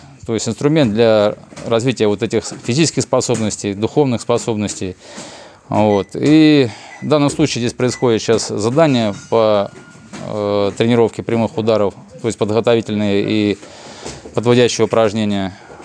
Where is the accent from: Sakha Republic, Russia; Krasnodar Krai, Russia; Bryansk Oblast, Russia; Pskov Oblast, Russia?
Bryansk Oblast, Russia; Bryansk; Да, я местный житель, я брянский коренной житель.